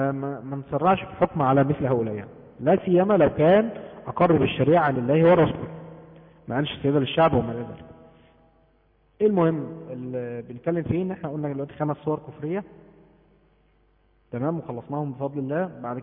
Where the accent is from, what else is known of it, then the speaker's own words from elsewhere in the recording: Egypt; زي عندنا في مصر